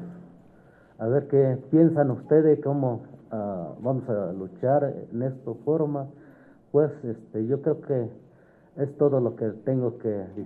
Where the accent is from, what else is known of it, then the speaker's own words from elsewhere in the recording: Santiago Mexquititlán, Querétaro, Mexico; Yo soy uno de los compañeros de aquí, que vengo del pueblo de Santiago Mexitlán.